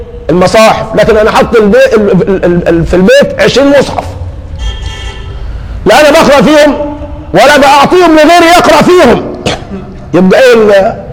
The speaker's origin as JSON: {"language": "Arabic", "country": "Egypt", "said": "احنا كمصريين لنا من الان مكان في السعودية"}